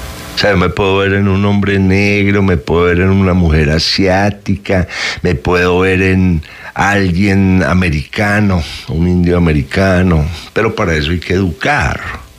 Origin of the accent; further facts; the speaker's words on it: Colombia; Nosotros somos colombianos por cédula.